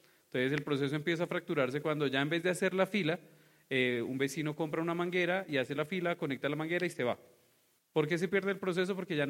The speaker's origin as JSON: {"language": "Spanish", "country": "Colombia", "said": "Y como buen conflicto que somos los colombianos"}